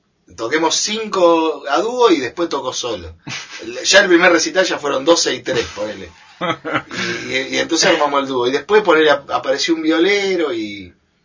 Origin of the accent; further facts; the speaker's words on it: Buenos Aires, Argentina; yo soy de Buenos Aires. … del barrio Matadero, soy.